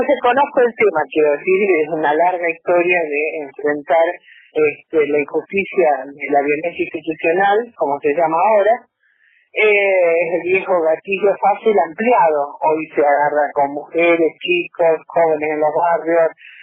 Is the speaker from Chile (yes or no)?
no; Rosario, Santa Fe, Argentina; yo soy rosarina, yo fui presidenta nacional durante los 4 años del gobierno de Macri y ahora soy vicepresidenta nacional, pero vivo en Rosario.